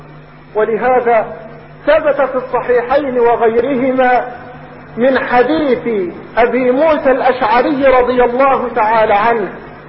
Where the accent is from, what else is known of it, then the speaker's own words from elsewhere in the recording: Egypt; يريدون اليوم ان تحيا في بلادنا